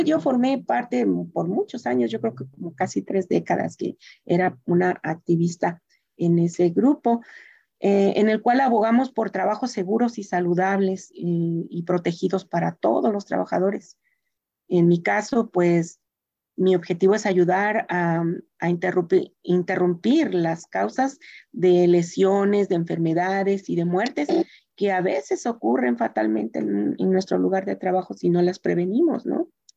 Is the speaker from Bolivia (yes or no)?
no; Oaxaca, Mexico; also born or lived in Mexico City; now in Santa Ana, United States; Primero salí de Oaxaca a la Ciudad de México y de la Ciudad de México me vine para acá.